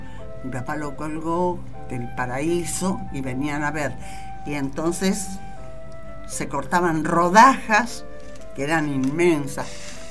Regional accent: Romang, Santa Fe, Argentina; also born or lived in Buenos Aires; me crié, viví mi niñez, mi juventud en Román. Pueblo ahora está hermoso. Era hermoso antes porque era el pueblo que quería

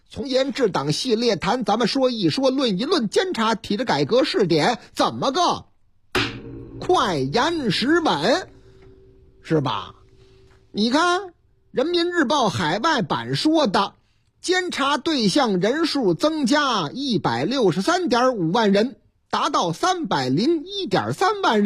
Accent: Chongqing, China; 又是老家，哎，我老家重庆，三餐重庆

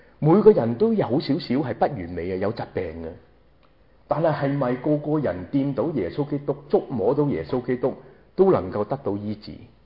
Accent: Guangdong, China; 学我们广东人话斋

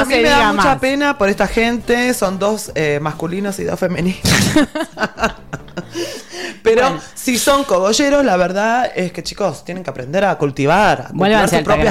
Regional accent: Los Reartes, Córdoba, Argentina; espero que se replique tanto acá en Villa Ciudad Parque como así como en mi pueblo, que es Los Reartes.

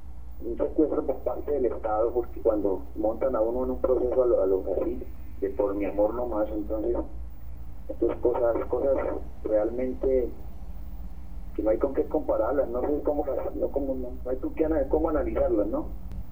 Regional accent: Colombia; Entonces no sé a dónde iremos a parar con el sistema de justicia que tenemos en Colombia

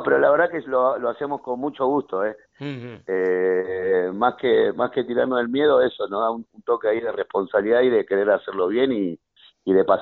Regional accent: Argentina; aunque yo soy argentino

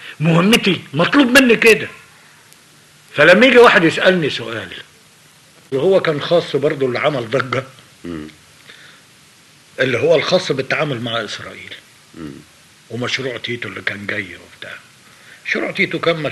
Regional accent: Egypt; انا مواطن مصري هتحمل مسؤوليه الهزيمه

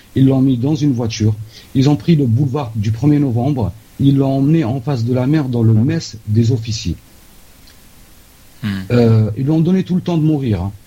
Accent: Annaba, Annaba Province, Algeria; Moi, je suis originaire de Annaba et j'habite à 500 mètres du centre culturel où il a été assassiné.

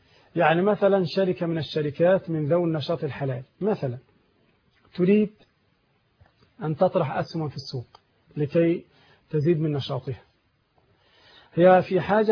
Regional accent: Egypt; أظن والله أعلم في عندنا في مصر هنا نوعين فقط

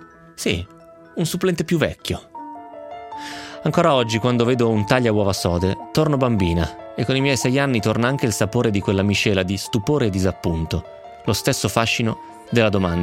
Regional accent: Romentino, Piedmont, Italy; Io l'avevo vinto a un banco di beneficenza a Romentino, al mio paese.

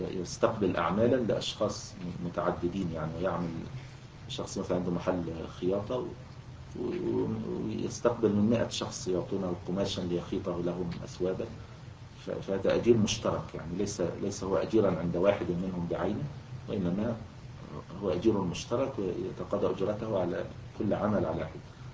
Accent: Egypt; ويعني كان موجودا عندنا في مصر الوقت قريب يعني في القرى

